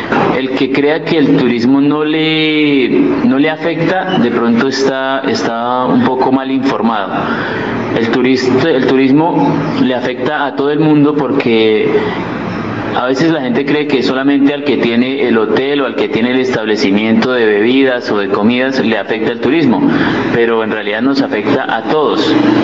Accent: San Francisco, Cundinamarca, Colombia; nosotros, los mismos que estamos aquí, que somos de acá de San Francisco, nos enamoremos. Porque sí, no, o sea, como nacimos en el paraíso, no nos damos cuenta que vivimos en él.

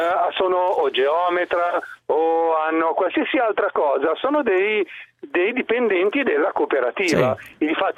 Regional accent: Milan, Lombardy, Italy; Io sono di Milano, ma

